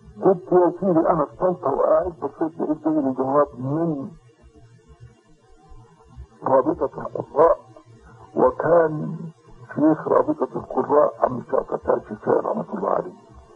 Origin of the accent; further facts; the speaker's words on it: Tanta, Gharbia, Egypt; ومن هنا انا نشأت في طنطا، وبعد ما تخرجت من القرية حفظا وتجويدا وقراءة رحت طنطا.